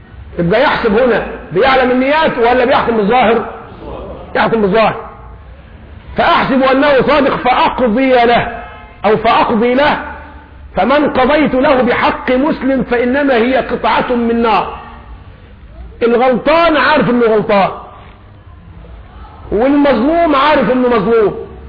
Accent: Egypt; لذلك نحن كشعب مصري شعب طيب،

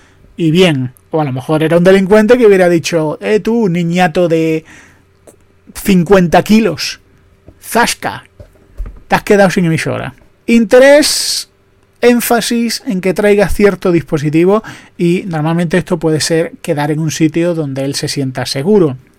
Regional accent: Andalusia, Spain; soy andaluz, lo siento, es que los andaluces hemos vivido así.

